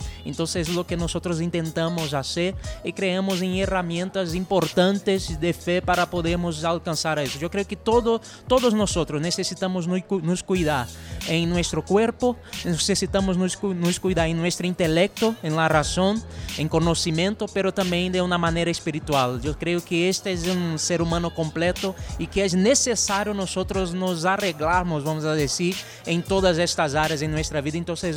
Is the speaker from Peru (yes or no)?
no; Brazil; Spanish is a second language; Yo soy misionero brasileño y estoy acá por eso.